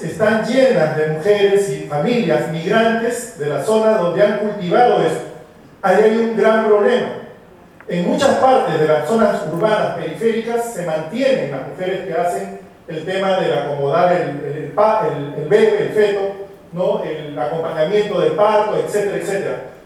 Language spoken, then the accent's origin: Spanish; Peru